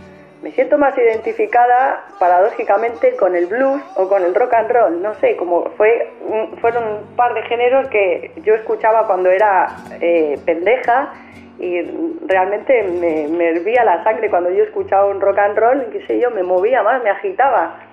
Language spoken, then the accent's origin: Spanish; Spain; accent: Spanish; como tengo acento español, como que era el gancho perfecto para el público